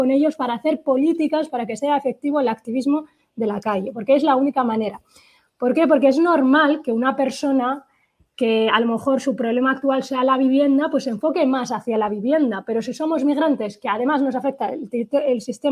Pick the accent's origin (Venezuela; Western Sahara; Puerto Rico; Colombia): Western Sahara; saharaui, estamos acostumbrados, nacemos prácticamente haciendo política